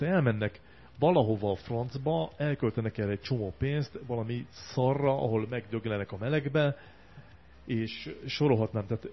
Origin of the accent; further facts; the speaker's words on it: Hungary; now in Budapest, Hungary; Én azért alapvetően vidéki vagyok, én pesti lettem csak